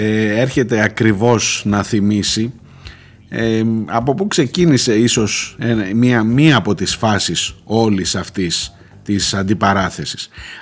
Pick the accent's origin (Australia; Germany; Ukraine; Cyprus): Ukraine; now in Greece; Εγώ κατάγομαι από εκεί και το 2021 είχα πάει και συνολικά έμεινα 4 μήνες στην πόλη μου.